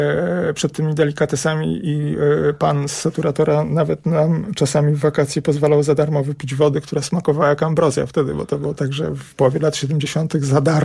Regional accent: Warsaw, Masovian Voivodeship, Poland; Ja się wychowałem na Grochowie. I mój mały świat to jest taki trójkąt ograniczony ulicami Waszyngtona, Grenadierów i Trasą Łazienkowską.

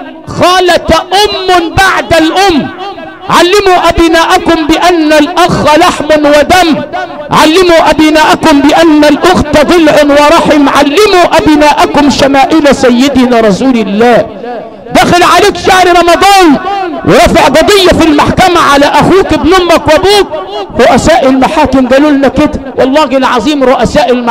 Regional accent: Al Sharqia Governorate, Egypt; أنا أبويا عندنا في الشرقية خلي بالك قال لي كلمتين اتنين حاططهم حلقة في ودني

